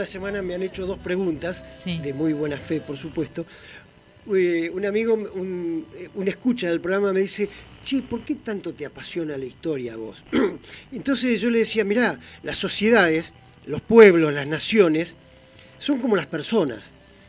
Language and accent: Spanish; Argentina; así como nosotros, como pueblo argentino